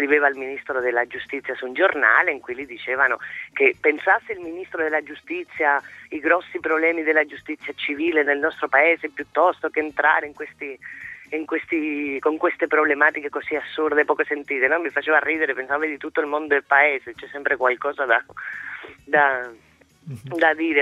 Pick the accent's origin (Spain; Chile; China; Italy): Spain; No, prima il padre, sono una spagnola ad hoc.